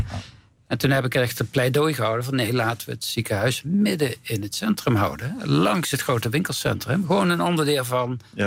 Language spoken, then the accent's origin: Dutch; North Brabant, Netherlands; Ik kom uit Brabant.